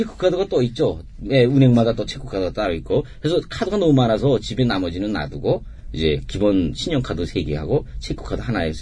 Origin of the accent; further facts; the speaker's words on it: North Korea; now in South Korea; 저는 2004년에 탈북했고